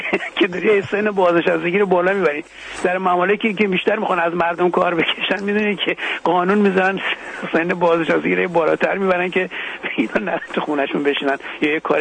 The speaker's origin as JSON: {"language": "Persian", "country": "Iran", "said": "به عنوان یک ایرانی سال نو خورشیدی"}